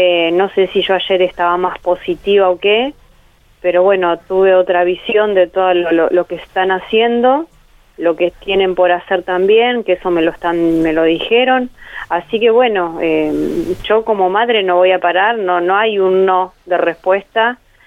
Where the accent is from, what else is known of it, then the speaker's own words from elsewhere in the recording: Santa Rosa, La Pampa, Argentina; yo soy de Santa Rosa La Pampa